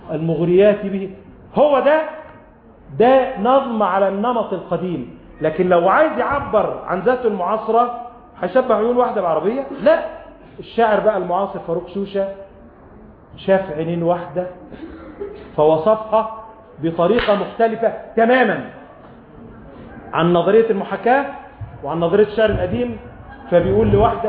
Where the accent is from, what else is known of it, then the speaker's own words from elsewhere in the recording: Sharqia Governorate, Egypt; تعال عندنا في الريف الستات اللي هنا اللي من الريف وستات عندنا في بلدنا في الشرقية